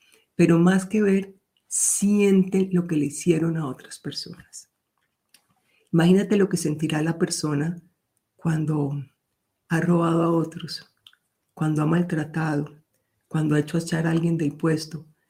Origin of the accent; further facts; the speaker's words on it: Colombia; que incluso como en mi país, Colombia, gente maravillosa que se enfrentó a la guerrilla y a los paramilitares para defender su pueblo